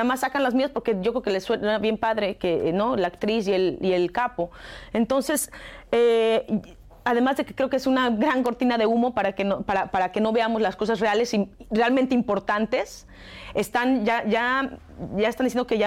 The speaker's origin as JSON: {"language": "Spanish", "country": "Mexico", "said": "lo que siento yo como mexicana"}